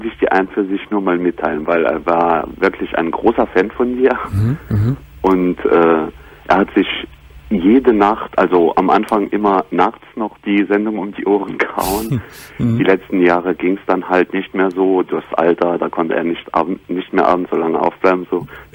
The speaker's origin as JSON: {"language": "German", "region": "Grand Est", "country": "France", "said": "Weil ich Franzose bin."}